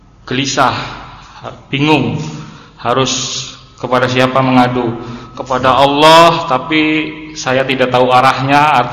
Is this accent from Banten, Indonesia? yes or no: yes; Tangerang, Banten, Indonesia; Saya dari Tangerang.